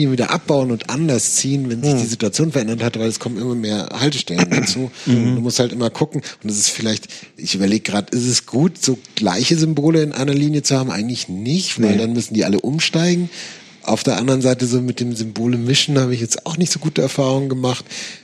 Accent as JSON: {"language": "German", "town": "Nuremberg", "region": "Bavaria", "country": "Germany", "said": "Das ist gar nicht wahr. Ich komme ja aus Nürnberg."}